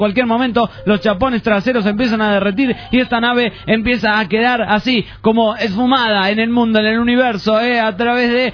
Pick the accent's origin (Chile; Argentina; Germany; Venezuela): Venezuela; bueno, como venezolana que soy, quiero que este año venidero nos traiga cosas buenas para todos. Una de las cosas más importantes es que se solucionen los problemas en mi país